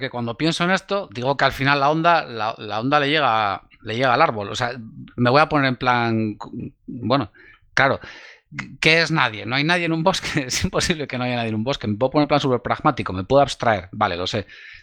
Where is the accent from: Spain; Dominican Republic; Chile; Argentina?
Spain; Bilbao, Basque Country; also born or lived in Sopelana; mi infancia la pasé en Bilbao, en Basurto. Viví unos años en Sopelana, estudié en el Instituto de Plencia